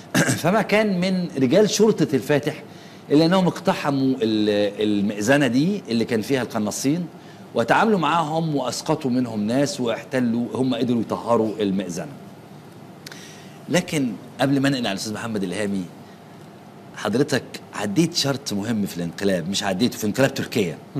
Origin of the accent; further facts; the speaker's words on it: Egypt; مش جيش يعني زي عندنا في مصر هو بس مصري هنا